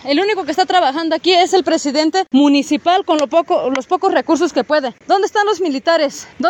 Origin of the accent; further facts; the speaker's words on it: Mexico; Nosotros como mexicanos tenemos que ponernos sensibles ante las dolencias de otras personas